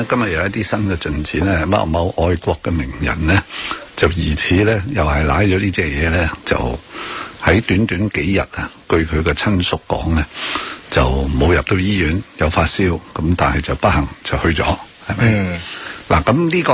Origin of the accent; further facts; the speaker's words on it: Hong Kong; 一定有一个说法俾我哋香港人得以警戒